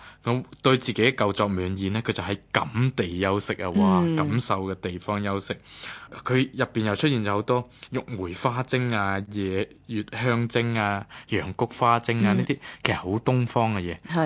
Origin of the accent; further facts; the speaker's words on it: Hong Kong; 即系呢种我哋香港人其实都好熟悉噶啦